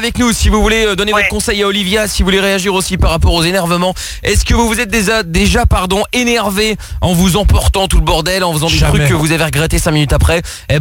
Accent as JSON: {"language": "French", "country": "Portugal", "said": "je suis portugais, donc j'ai le sang un peu plus chaud"}